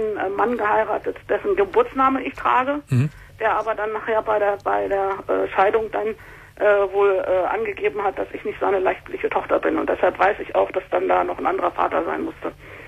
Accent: Germany; Ich bin zwar hier aufgewachsen

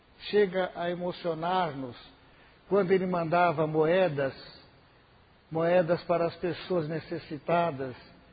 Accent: Mirassol, São Paulo, Brazil; Eu sou de Mirassol. Mirassol é uma grande cidade, uma das maiores cidades deste país.

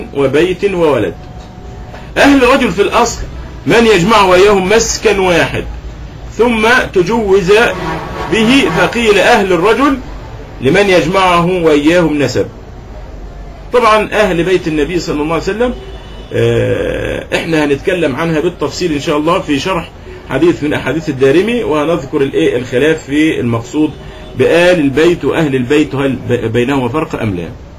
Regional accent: Egypt; احنا معروف عندنا في مصر اللبن الايه اللبن الرائب

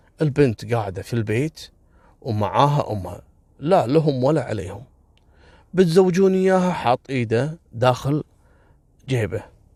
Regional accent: Kuwait; كان الحدث شيء مروع وصار الضجة عندنا في الكويت.

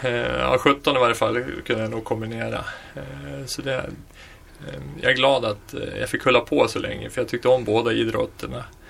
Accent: Västerås, Västmanland County, Sweden; Jag fyller 44 sista maj här. Född och uppvuxen i Västerås.

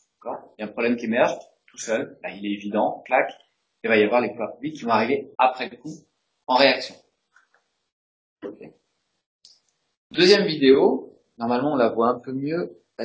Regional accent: Russia; je dis ça sans jugement de valeur, je viens de la Russie.

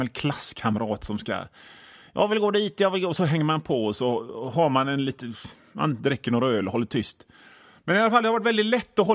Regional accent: Hönö, Västra Götaland County, Sweden; alltså jag är från Hönö, jag är inte någon av dem.

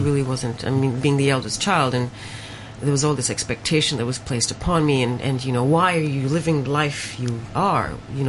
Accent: Malaysia; Growing up Chinese, growing up Punjabi, someone who was of mixed identities, growing up in Malaysia.

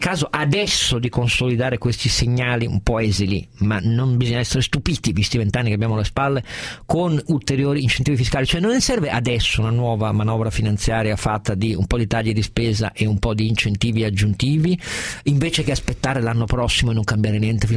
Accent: Piedmont, Italy; lo dico anche da piemontese

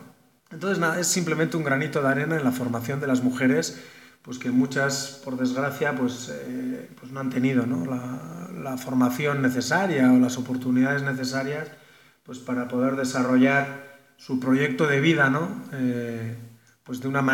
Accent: Basque Country, Spain; now in San Juan Chamula, Mexico; y, bueno, yo vengo del País Vasco. Y pues nada, llevo aquí ya algo más de un año entre los chiapanecos, entre en San Cristóbal y aquí en este momento en San Juan Chambó

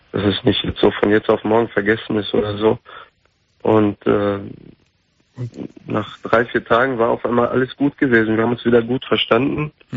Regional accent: Turkey; ich bin Türke.

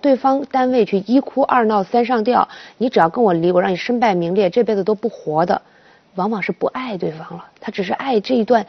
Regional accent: China; 我们中国人不习惯用法律的观念去思考

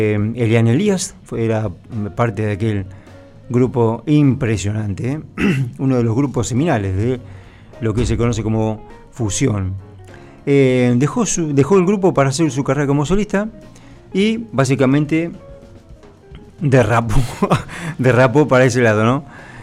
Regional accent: United States; Como músico estadounidense, en algún momento tenemos que hacer algo de country.

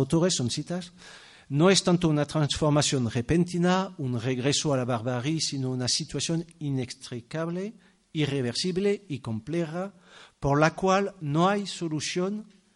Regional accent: France; now in Spain; porque quizás soy francés, es un parti pris chauvinista

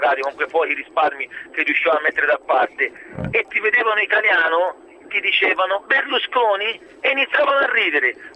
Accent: Siena, Tuscany, Italy; amici miei da buon toscani, e festeggiammo in Piazza del Campo a Siena la nostra culla, la nostra seconda madre

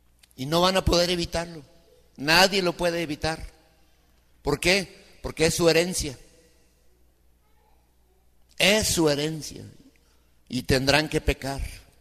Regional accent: Mexico; born there; Nosotros somos mexicanos porque nacimos en México.

